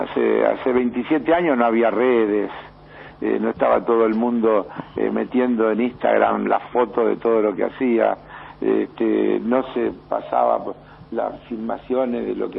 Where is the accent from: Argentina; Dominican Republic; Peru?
Argentina; nosotros somos argentinos y en segundo lugar latinoamericanos.